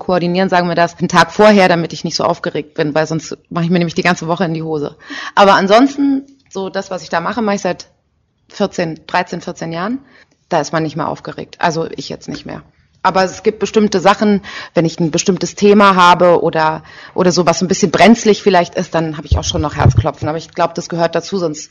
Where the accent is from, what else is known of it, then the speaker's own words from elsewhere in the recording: Berlin, Germany; Ich komme ja aus Berlin eigentlich.